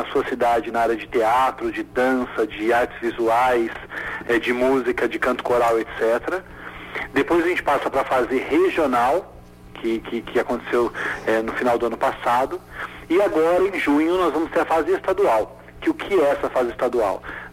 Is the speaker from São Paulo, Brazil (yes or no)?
yes; Vinhedo, São Paulo, Brazil; Eu sou de Vinhedo.